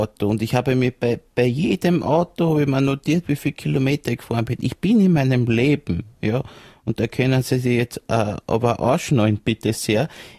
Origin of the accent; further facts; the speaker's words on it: Baden, Lower Austria, Austria; Ich komme aus Baden in Niederösterreich.